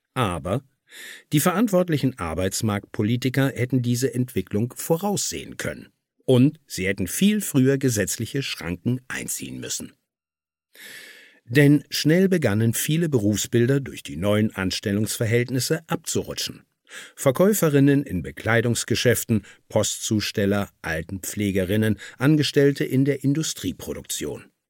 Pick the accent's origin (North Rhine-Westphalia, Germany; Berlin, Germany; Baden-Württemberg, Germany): North Rhine-Westphalia, Germany; Cologne; Man sieht die Misere zum Beispiel in meiner Heimatstadt Köln.